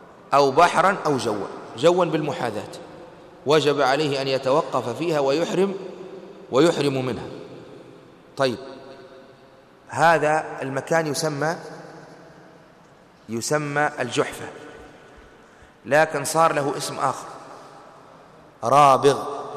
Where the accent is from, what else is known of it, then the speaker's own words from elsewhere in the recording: Tunisia; فهل الآن ونحن من أهل تونس هل من المدينة نذهب فنحرم من ميقات بلادنا